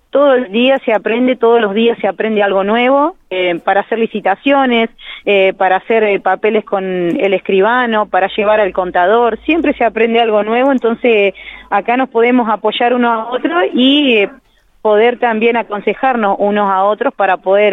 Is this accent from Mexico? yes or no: no; Toay, La Pampa, Argentina; Somos todos de Toay